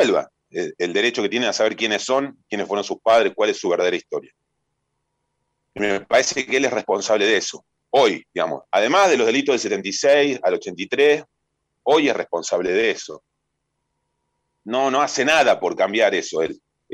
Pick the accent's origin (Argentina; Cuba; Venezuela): Argentina; la reparación que nos merecemos como argentinos y argentinas